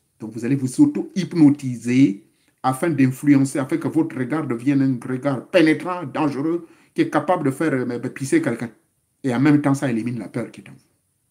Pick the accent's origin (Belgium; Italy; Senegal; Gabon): Gabon; moved away; Moi, chez moi, au Gabon, j'avais un sac, mais je chargeais ça avec le gravier et le sable.